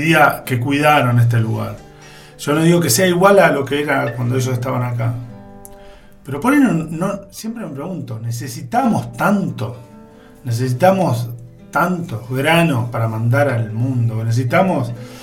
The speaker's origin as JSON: {"language": "Spanish", "country": "Argentina", "said": "Soy argentina, quiero estar bien."}